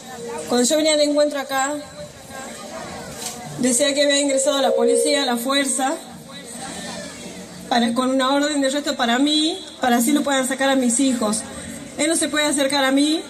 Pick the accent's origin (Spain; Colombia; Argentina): Argentina; Tucumán; Yo soy de Tucumán, pero viví en Salta.